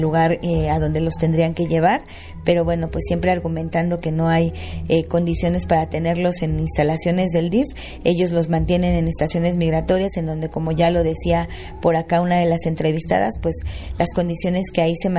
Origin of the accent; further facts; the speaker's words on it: Mexico; existe esta doble moral de nosotros y nosotras como mexicanos